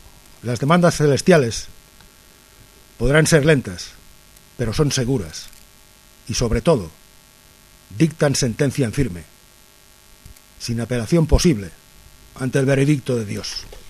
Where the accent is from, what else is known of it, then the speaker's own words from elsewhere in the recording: Spain; es mi deber como persona y como español